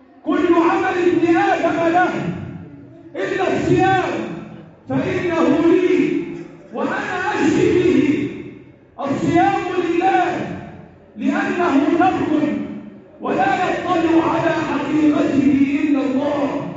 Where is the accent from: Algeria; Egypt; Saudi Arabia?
Egypt; اللهم احفظ بلدنا مصر وسائر بلاد